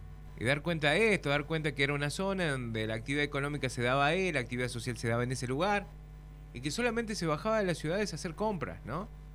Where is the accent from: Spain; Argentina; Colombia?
Argentina; Tucumán; now in Córdoba, Argentina; Tucumán, yo soy de Tucumán